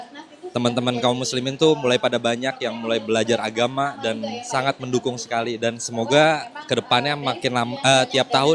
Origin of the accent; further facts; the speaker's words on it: Bogor, West Java, Indonesia; Saya dari Bogor, Gunung Sindir.